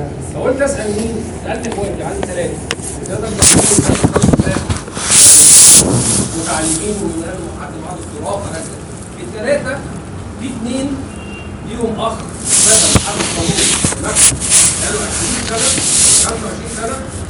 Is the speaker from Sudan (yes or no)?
no; Egypt; عندنا في مصر مشكله جامده جدا في الثقافه عامه